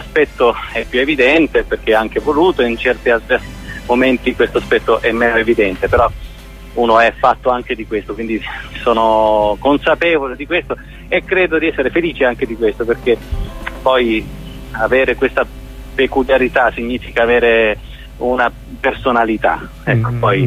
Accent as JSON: {"language": "Italian", "region": "Sicily", "country": "Italy", "tie": "born or raised there", "moved": "as an adult", "said": "io essendo nato in Sicilia, vissuto fino a 30 anni in Sicilia"}